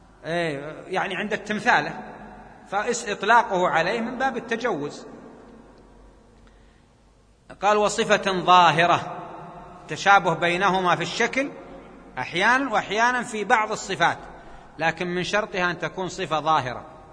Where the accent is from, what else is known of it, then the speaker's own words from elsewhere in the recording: Jeddah, Makkah Province, Saudi Arabia; عندنا في جدة